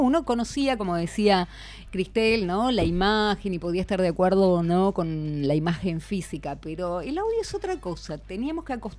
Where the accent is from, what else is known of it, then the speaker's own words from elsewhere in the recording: Argentina; ya olvidamos tal vez el idioma porque no lo aprendimos, el idioma de nuestros abuelos. Ya somos como absolutamente argentinas